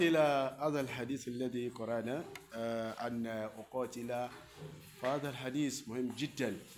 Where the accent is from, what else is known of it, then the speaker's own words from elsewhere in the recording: South, Nigeria; Arabic is a second language; عندنا في نيجيريا في الجنوب.